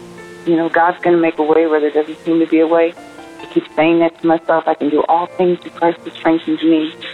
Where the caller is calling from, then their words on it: Alabama, United States; and I'm calling from Alabama.